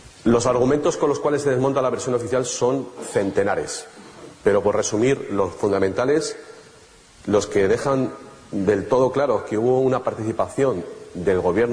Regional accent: Spain; nosotros como españoles nos llega especialmente

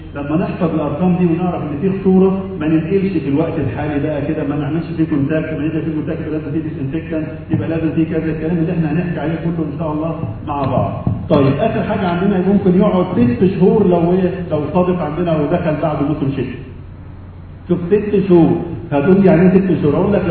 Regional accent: Egypt; احنا شعب مصري ممكن يعمل اي حاجه موجوده

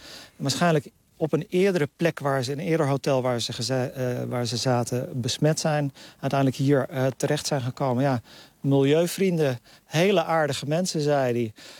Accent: Netherlands; Ja, toen ze hoorden dat ik uit Nederland kwam, werd ik meteen aangeklampt.

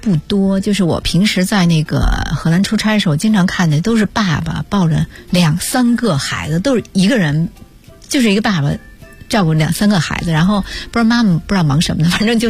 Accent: China

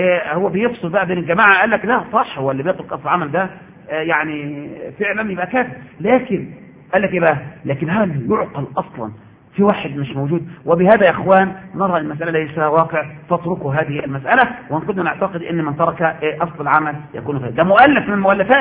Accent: Egypt; لازم نعمل كده احنا كمصريين كده

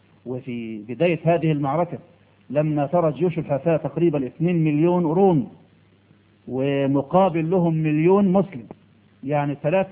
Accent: Egypt; يا أخي إحنا مصريين عقولنا متربية،

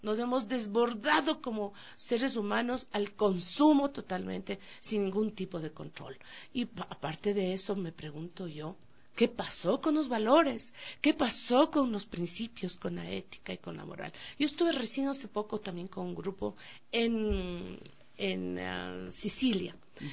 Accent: Quito, Pichincha, Ecuador; Yo soy de aquí, del barrio de La Tola.

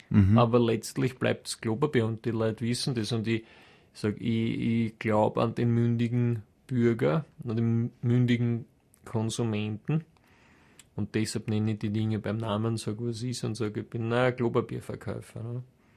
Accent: Austria; wir da als Österreicher

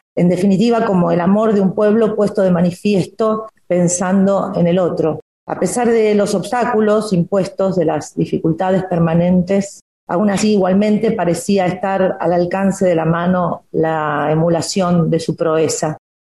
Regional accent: Argentina; Como argentinas y como argentinos, como artistas sensibles

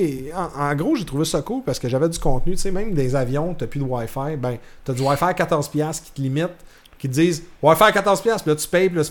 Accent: Canada; parce que je suis pas dans mon pays d'origine, je peux pas l'écouter.

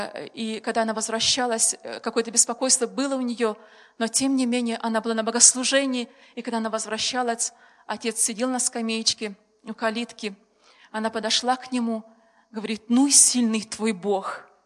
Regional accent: Moldova; У нас в семье 9 детей. Я сама родом из Молдавии.

